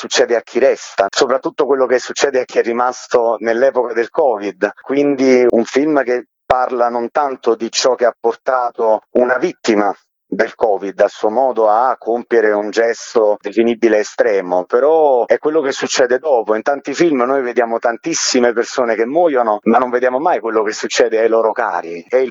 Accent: Salerno, Campania, Italy; io sono originario di Salerno

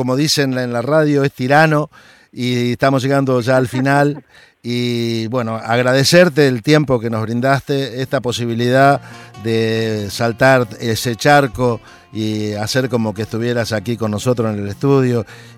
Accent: Santa Fe, Argentina; yo soy de Santa Fe y él es de Sauce Viejo.

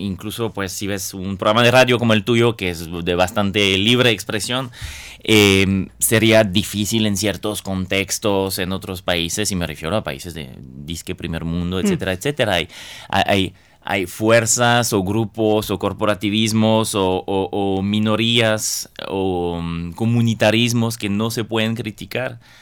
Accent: France; Spanish is a second language; yo soy originario de Francia, ¿no?

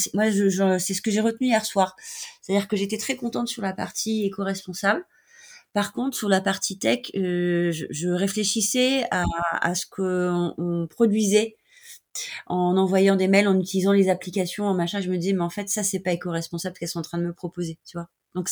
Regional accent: Brittany, France; Moi, je suis bretonne

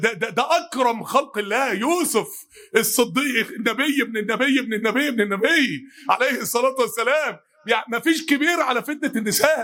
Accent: Mansoura, Dakahlia, Egypt; كان من قرية بينها وبين بلدنا المنصورة حوالي 10 كيلو

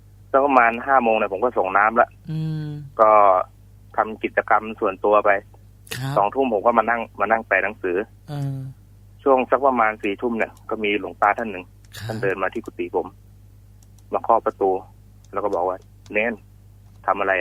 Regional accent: Trat, Thailand; คือตอนที่อยู่จังหวัดตราดเนี่ยครอบครัวผมค่อนข้างจะยากจนนะครับ

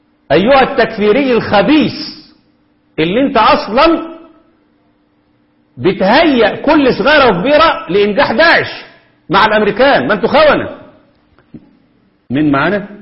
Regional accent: Egypt; عندنا في مصر.

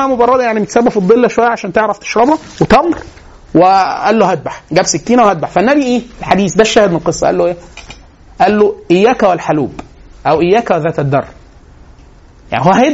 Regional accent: Egypt; بس احنا مصريين

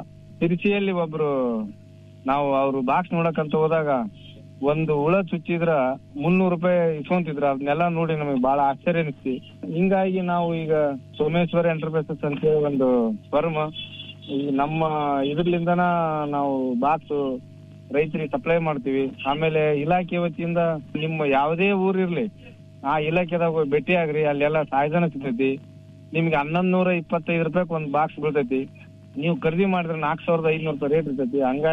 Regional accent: Indragi, Karnataka, India; ನಮ್ಮೂರು ಇಂದ್ರಿಗಿ, ಕೊಪ್ಪಳ ಜಿಲ್ಲೆ, ಕೊಪ್ಪಳ ತಾಲೂಕು.

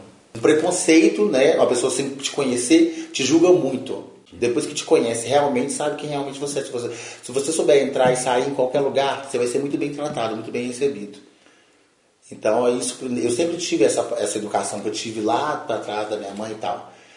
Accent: Belo Horizonte, Minas Gerais, Brazil; tenho 43 anos, nasci em Belo Horizonte, cresci no Morro das Pedras. Quando teve os acidentes lá da Boca do Lixo, a gente foi transferido. Aí vai fazer 35 anos já, né, Conjunto Esperança.

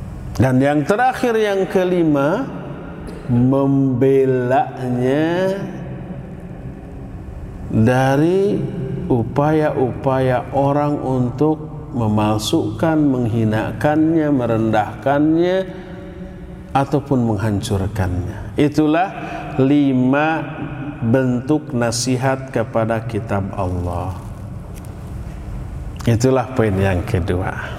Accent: West Java, Indonesia; Sebagai orang Sunda, saya lewat nyebut punten sambil dongkok.

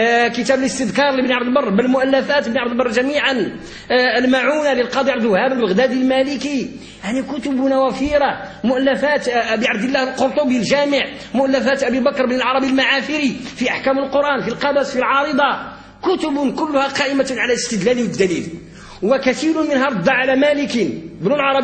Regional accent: Morocco; وقد كنا كمغاربه وكاندلسيين في عمقنا الحضاري اساتذه للمشرق

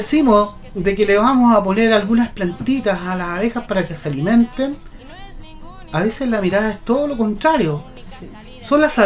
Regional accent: Concepción, Biobío, Chile; Yo soy de Nonguén y como no era del campo

